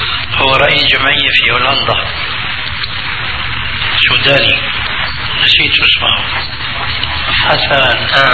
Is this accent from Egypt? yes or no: no; Albania; now in Jordan; وأنه ذكر له أنه عندنا في الأردن رجل من عندكم يعني لي، ففرح ذلك حينما سمع بأن هناك رجل من ألبانيا